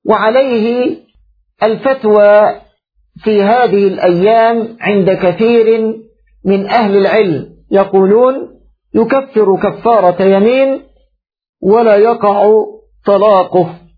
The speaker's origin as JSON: {"language": "Arabic", "country": "Egypt", "said": "فالرجل كما تقول العامة عندنا في مصر يربط بلسانه"}